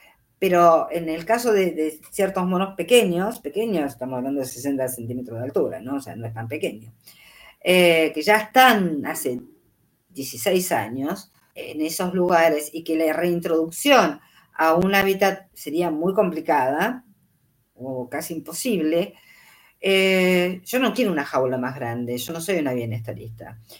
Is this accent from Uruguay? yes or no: no; Córdoba, Argentina; yo me crié en un pueblo en Córdoba con 1.200 metros en la casa de mi abuelo.